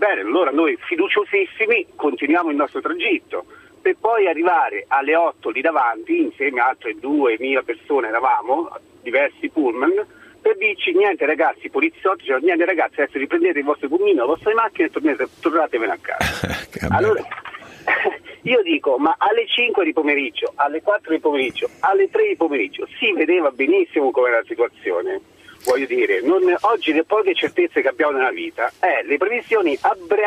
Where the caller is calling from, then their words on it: Marche, Italy; ieri io sono partito dalla provincia di Ascoli Piceno